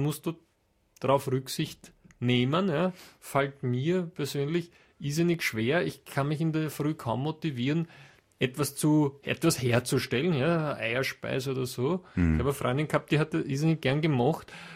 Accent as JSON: {"language": "German", "country": "Austria", "said": "bei uns in Österreich"}